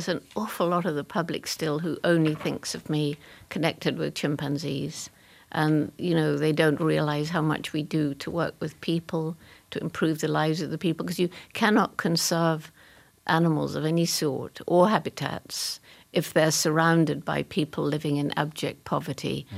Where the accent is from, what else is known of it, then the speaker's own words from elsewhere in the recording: England, United Kingdom; I couldn't possibly have.